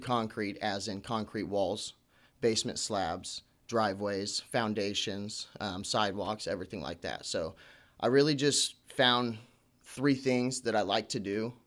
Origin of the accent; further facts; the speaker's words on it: Las Vegas, Nevada, United States; I'm originally from Las Vegas.